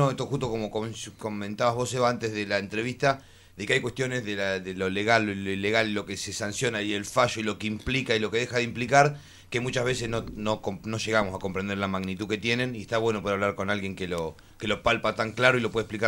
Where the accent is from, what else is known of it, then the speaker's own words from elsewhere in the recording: Necochea, Buenos Aires Province, Argentina; Yo vengo de Necochea, ahí cerquita, pero también con Puerto